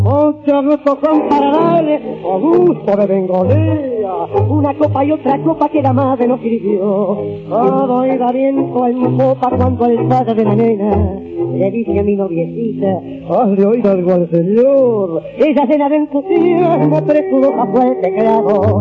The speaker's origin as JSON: {"language": "Spanish", "region": "Buenos Aires", "country": "Argentina", "said": "que por algo soy porteño. Y nací"}